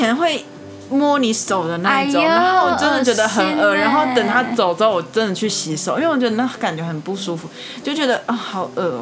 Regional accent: Taiwan; 然后我说我台湾

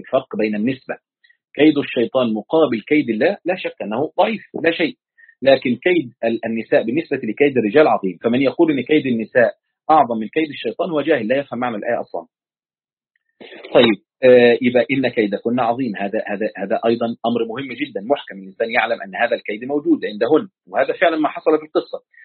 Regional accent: Egypt; كنت أقول الولي عشان عندنا في مصر بيقول الولي يعني

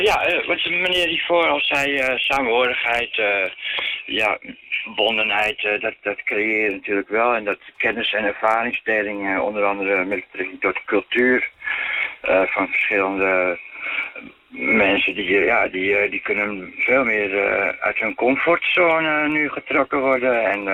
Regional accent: Amsterdam, North Holland, Netherlands; als Amsterdammer. Tussen allerlei andere stedelingen natuurlijk, Rotterdam, Den Haag.

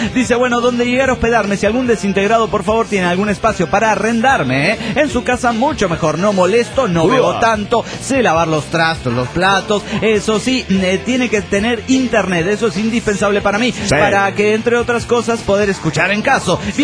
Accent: Managua, Nicaragua; de Managua, Nicaragua.

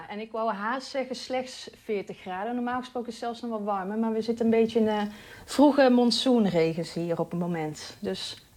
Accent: Netherlands; ik blijf wel een echte Hollander. Dus ik fiets gewoon naar werk.

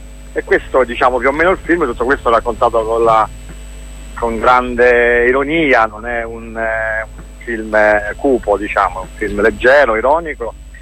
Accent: Rome, Lazio, Italy; E abbiamo conosciuto meglio la città di Napoli, noi siamo romani

